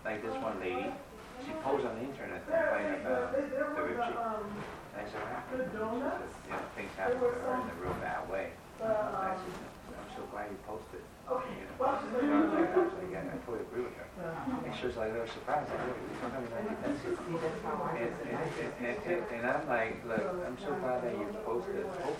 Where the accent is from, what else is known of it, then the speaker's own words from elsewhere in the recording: Taiwan; I'm from Taiwan, yeah.